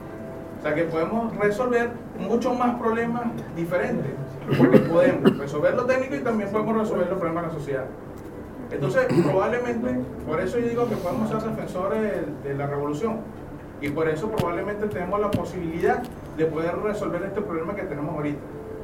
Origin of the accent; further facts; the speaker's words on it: Venezuela; Primero, bueno, soy venezolano.